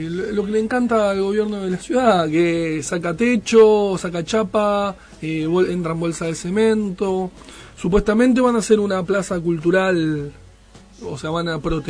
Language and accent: Spanish; Buenos Aires, Argentina; Yo ahora vivo en Provincia de Buenos Aires, pero soy de Capital Federal.